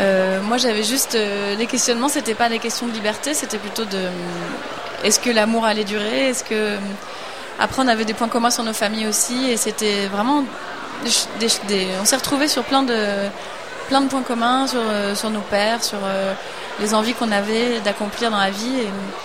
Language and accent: French; Paris, Île-de-France, France; c'était très compliqué de la conseiller en tant que petite Parisienne